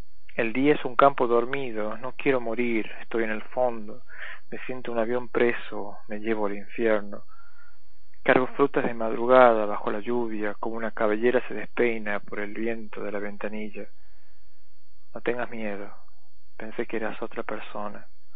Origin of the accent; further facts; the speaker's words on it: Catamarca, Argentina; soy de Catamarca.